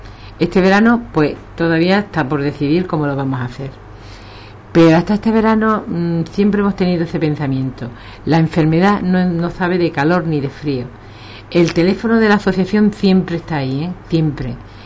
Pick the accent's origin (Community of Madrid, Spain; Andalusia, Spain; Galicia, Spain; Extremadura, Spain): Andalusia, Spain; Ubrique; nosotros somos de Ubrique y para Ubrique, nada más